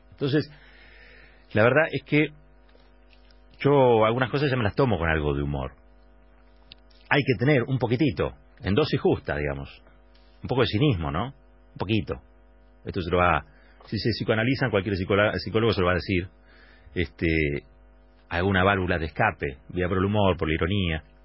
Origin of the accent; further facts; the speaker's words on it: Argentina; Somos todos los argentinos, no solamente aquellos que están haciendo un corte o protestando por algo.